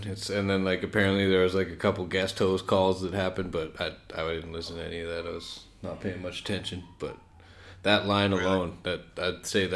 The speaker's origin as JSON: {"language": "English", "country": "Canada", "said": "And I know, being a Canadian, there's only one way."}